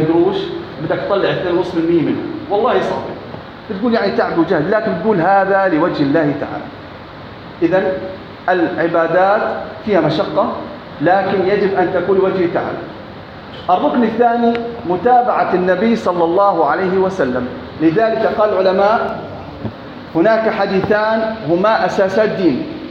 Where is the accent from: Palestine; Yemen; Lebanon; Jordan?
Jordan; أنا أردني